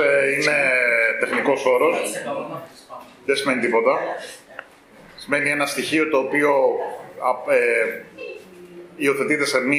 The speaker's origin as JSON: {"language": "Greek", "country": "Cyprus", "said": "Λέω γιατί εγώ είμαι Κύπρια, η πατρίδα μου κατέχεται"}